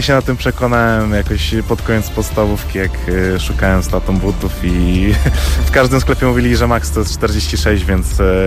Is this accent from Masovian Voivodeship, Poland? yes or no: no; Kraków, Lesser Poland, Poland; z Krakowa, mam 19 lat